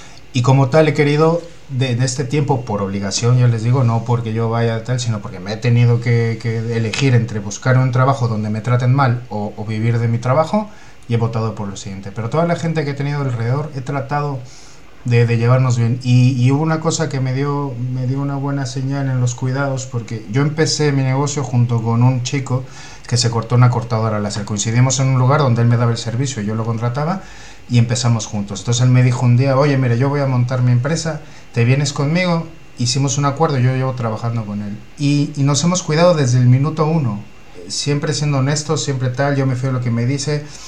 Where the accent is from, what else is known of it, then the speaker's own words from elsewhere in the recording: Mexico City, Mexico; Yo vengo de la Ciudad de México, que es una ciudad de 26 millones de habitantes